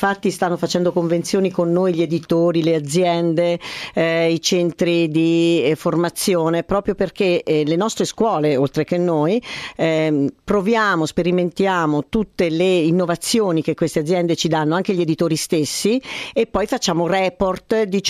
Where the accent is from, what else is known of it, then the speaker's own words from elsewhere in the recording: Ascoli Piceno, Marche, Italy; Io sono di Ascoli.